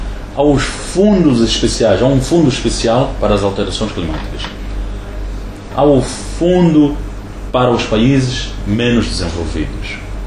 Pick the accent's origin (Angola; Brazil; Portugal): Angola; eu sou angolano, sou …